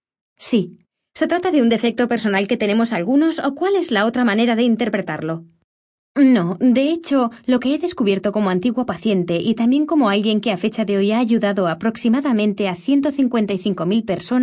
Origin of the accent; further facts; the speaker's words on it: United Kingdom; el gobierno del Reino Unido, de donde soy, como habrá podido comprobar por mi acento